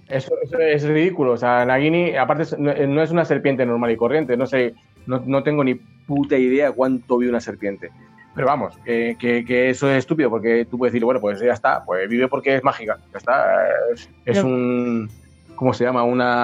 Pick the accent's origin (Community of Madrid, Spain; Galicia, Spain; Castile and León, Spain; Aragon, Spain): Castile and León, Spain; Valladolid; yo que soy de Valladolid, que hay un montón de castillos todavía en pie